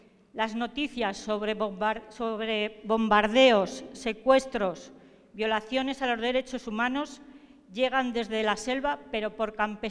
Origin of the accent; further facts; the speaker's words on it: Zaragoza, Aragon, Spain; vengo de Zaragoza, de España